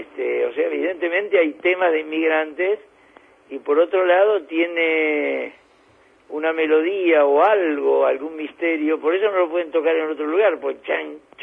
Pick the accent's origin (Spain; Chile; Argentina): Argentina; Berisso, Buenos Aires Province; los inmigrantes venían, como en mi pueblo, en Berisso